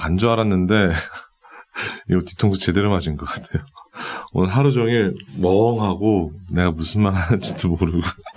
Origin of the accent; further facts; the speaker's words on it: Seoul, South Korea; now in New Zealand; 실질적으로 우리도 서울에서 왔을 때